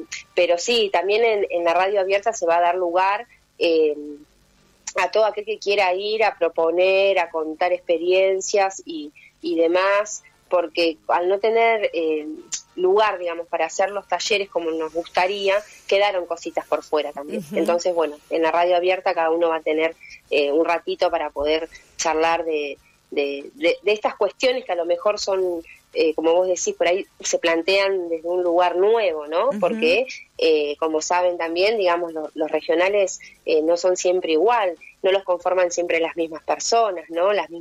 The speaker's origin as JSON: {"language": "Spanish", "town": "Pilar", "region": "Buenos Aires Province", "country": "Argentina", "said": "cuando uno dice soy de Pilar, tenés que aclarar que sos del Pilar pobre, ¿no?"}